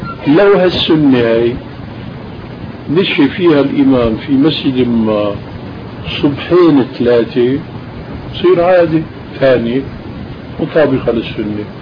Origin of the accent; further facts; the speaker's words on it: Syria; مثلا عندنا بالشام كان في خرافة